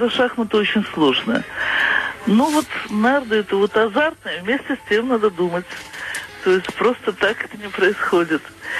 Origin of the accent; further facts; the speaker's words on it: Baku, Azerbaijan; Я выросла в Азербайджане, в Баку.